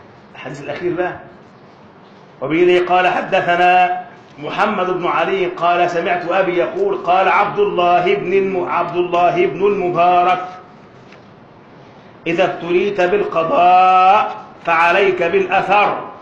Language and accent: Arabic; Alexandria, Alexandria Governorate, Egypt; وعندنا في اسكندرية أحد كبار الأعلام